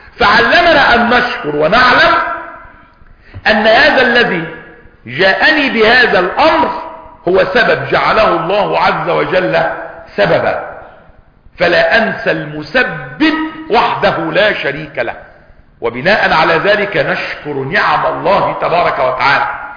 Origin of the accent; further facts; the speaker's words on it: Egypt; عندنا في مصر مش عندكم